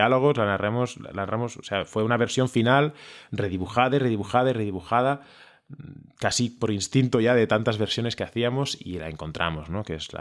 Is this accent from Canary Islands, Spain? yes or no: no; Barcelona, Catalonia, Spain; born there; Yo nací en Barcelona y en mi caso en concreto, mi familia, nos íbamos por Europa, ¿no?